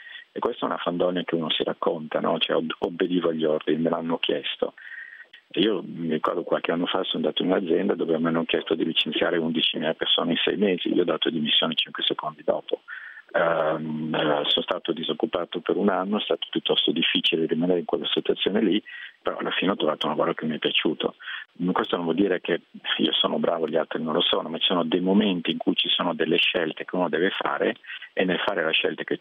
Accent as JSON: {"language": "Italian", "town": "Milan", "region": "Lombardy", "country": "Italy", "moved": "yes", "said": "Io non abito, sono italiano ovviamente, ma non abito in Italia dal 92, quindi insomma è da molti anni che non vivo nel mio paese, io sono di Milano, e italiano ovviamente"}